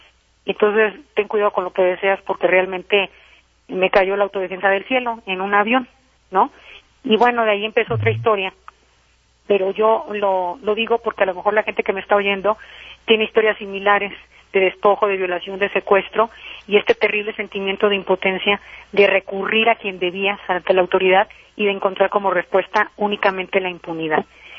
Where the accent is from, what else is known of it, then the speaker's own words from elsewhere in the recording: Michoacán, Mexico; Yo soy michoacana.